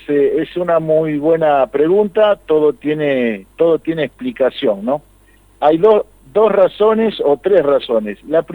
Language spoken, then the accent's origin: Spanish; Irigoyen, Argentina; Yo soy oriundo de Irigoyen y el pueblo, mi pueblo, es una de las pocas localidades del departamento que no tiene su fiesta.